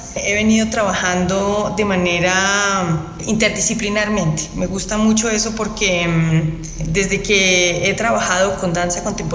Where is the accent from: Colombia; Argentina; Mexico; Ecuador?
Colombia; soy artista sonora, soy compositora colombiana.